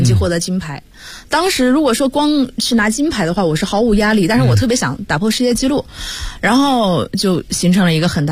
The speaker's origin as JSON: {"language": "Chinese", "region": "Hunan", "country": "China", "said": "因为我是湖南人，"}